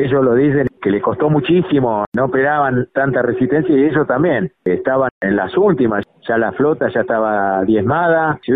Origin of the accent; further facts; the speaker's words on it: Argentina; Yo quiero que los recuerden como argentinos que fuimos a defender la patria.